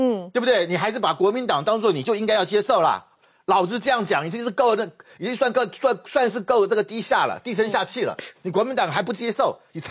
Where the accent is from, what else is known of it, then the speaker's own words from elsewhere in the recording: Taiwan; 妈祖关公是我们台湾人的民间信仰很重要